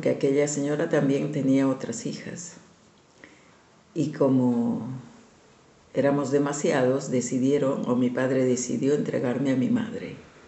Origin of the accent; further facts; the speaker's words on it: La Paz, Bolivia; born there; yo soy nacida en La Paz, Bolivia, en la ciudad más alta del mundo, que está a 3.900 metros de altura, de clima seco, muy seco, pero donde siempre hay sol.